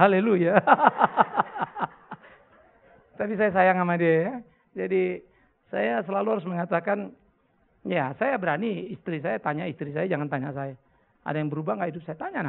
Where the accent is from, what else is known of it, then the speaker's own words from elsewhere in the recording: Pematangsiantar, North Sumatra, Indonesia; Saya besar di Siantar.